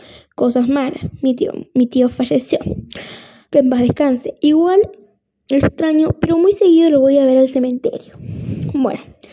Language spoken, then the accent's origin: Spanish; Paysandú, Uruguay; Ella es de Argentina y yo soy de acá, de Paysandú.